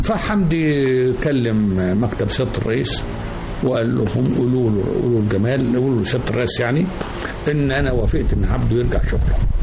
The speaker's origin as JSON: {"language": "Arabic", "town": "El-Qanayat", "region": "Sharqia Governorate", "country": "Egypt", "said": "انا من الشرقية بلد اسمها القنيات"}